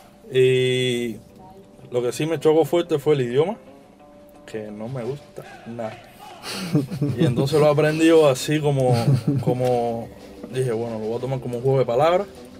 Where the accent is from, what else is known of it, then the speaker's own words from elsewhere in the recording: Havana, Cuba; now in Germany; yo vengo de La Habana, pero es un barrio muy, muy tranquilo también. O sea, el centro de la ciudad.